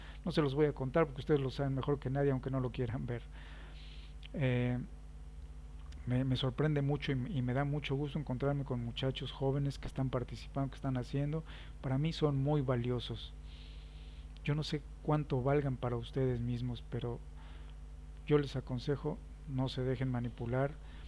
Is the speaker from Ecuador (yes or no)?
no; Mexico; soy tan mexicano como todos ustedes y tengo el derecho de hablar de mi país